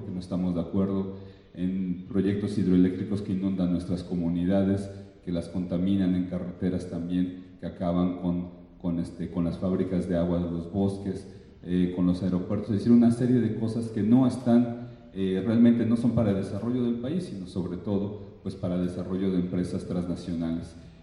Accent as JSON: {"language": "Spanish", "region": "Puebla", "country": "Mexico", "said": "Yo vengo del estado de Puebla, como dice el compañero"}